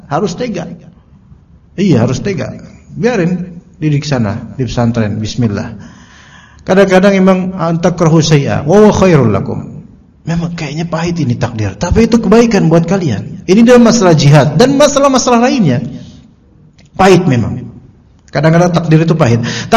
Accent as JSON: {"language": "Indonesian", "region": "Jakarta", "country": "Indonesia", "said": "Ya mohon maaf nih ya, kita orang Betawi juga gitu."}